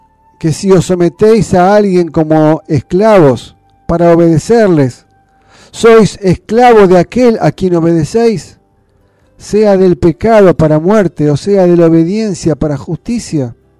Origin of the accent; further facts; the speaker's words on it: Argentina; Como argentinos, estamos en condiciones de servidumbre desde el mismo nacimiento